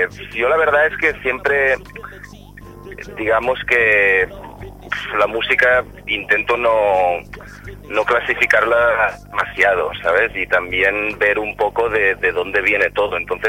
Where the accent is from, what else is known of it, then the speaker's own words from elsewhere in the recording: Barcelona, Catalonia, Spain; vengo de aquí, de Barcelona, de la escena, sobre todo de la escena de Barcelona.